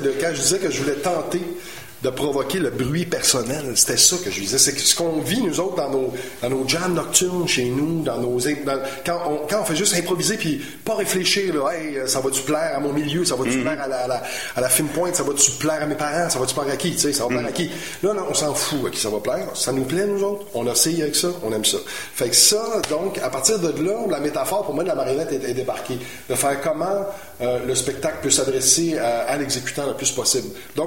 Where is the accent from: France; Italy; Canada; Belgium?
Canada; Montreal, Quebec; Je suis montréalais très assumé, puis il y a beaucoup d'anglicisme dans mon langage.